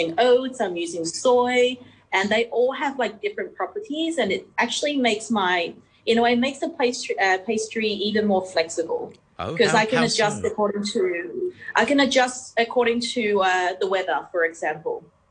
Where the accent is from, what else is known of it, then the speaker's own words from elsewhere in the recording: Melbourne, Victoria, Australia; also born or lived in France / Berlin, Germany; I'm from Melbourne, but then I traveled around and worked in France for a bit, worked in Berlin, for example, as well.